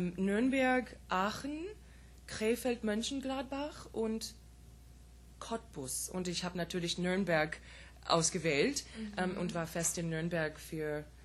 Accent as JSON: {"language": "German", "country": "United States", "second_language": "German", "said": "Ich bin Italo-Amerikanerin."}